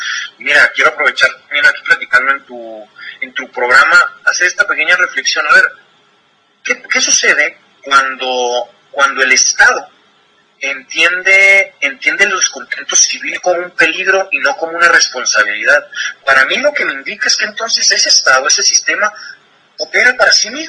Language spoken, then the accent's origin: Spanish; Chihuahua, Mexico; now in Mexico City, Mexico; yo soy de Chihuahua, yo vivo en el DF